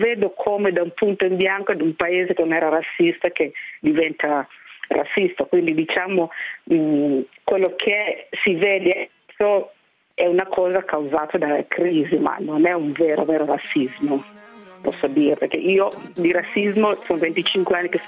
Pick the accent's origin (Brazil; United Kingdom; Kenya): Kenya; dove io vengo dal Kenya, praticamente le donne del Kenya lavorano nel mio workshop